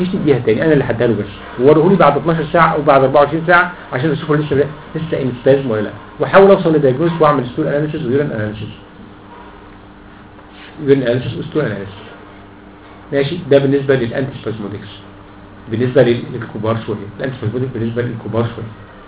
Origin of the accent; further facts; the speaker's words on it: Egypt; ما بيتصنعش عندنا في مصر